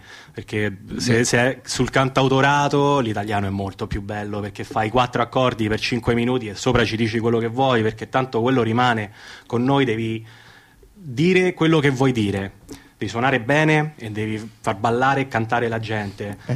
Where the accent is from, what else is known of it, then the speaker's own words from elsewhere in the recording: Canada; io, come ho già detto, sono cresciuto in Canada